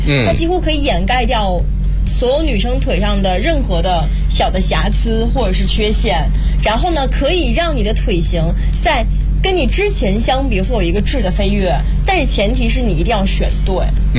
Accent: Jiangsu, China; 就你知道我们南方城市，我是江苏人、我是不供暖的、

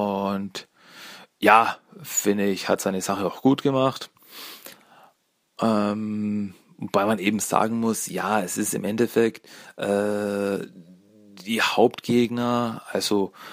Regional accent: Austria; Premiere in Österreich war am 4.04.2007, bei der ich dabei war damals. Ja, die war damals wirklich in meiner Heimatstadt

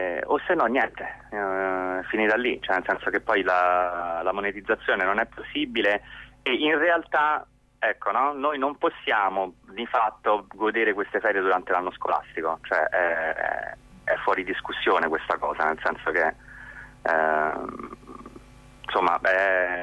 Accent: Rome, Lazio, Italy; io sono di Roma

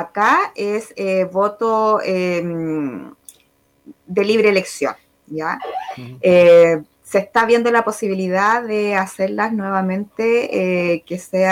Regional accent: Chile; Como buenos chilenos, todo a última hora

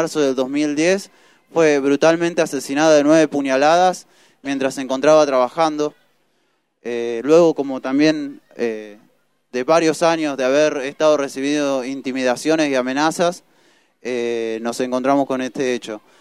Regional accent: Rafaela, Santa Fe, Argentina; Nosotros somos de Rafaela

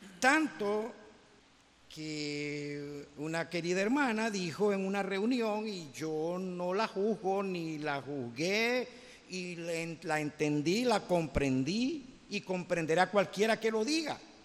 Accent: Venezuela; yo no creo que la solución de los problemas de Venezuela vengan por políticos

